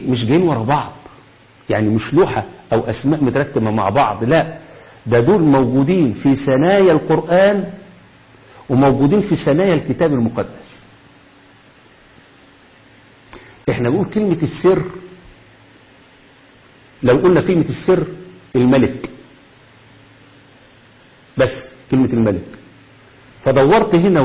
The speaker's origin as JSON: {"language": "Arabic", "country": "Egypt", "said": "ده عبد العال دي موجود عندنا في مصر كتير."}